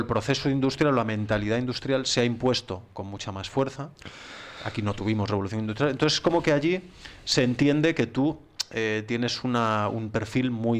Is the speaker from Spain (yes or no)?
yes; Spain; yo soy español, yo tengo que hacer de todo